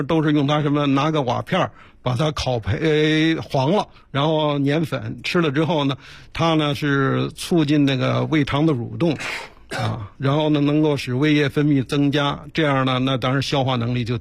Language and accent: Chinese; Beijing, China; 对冬天咱们北京人最常吃的涮羊肉